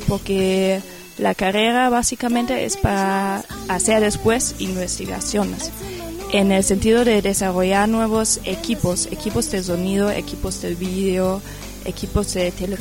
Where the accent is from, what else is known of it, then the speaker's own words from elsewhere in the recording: Germany; Spanish is a second language; Y bueno, eso debido a que soy alemana.